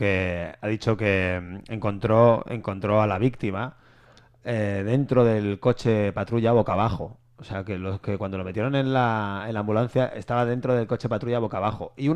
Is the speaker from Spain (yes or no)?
yes; Spain; porque yo soy un ciudadano del mundo y eso significa que soy español.